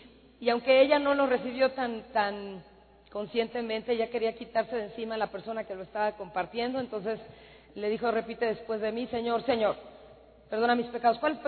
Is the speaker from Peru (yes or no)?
no; Mexico; now in United States; Yo soy de México, nací aquí, aquí viví, pero hace 14 años nos fuimos a vivir a Estados Unidos.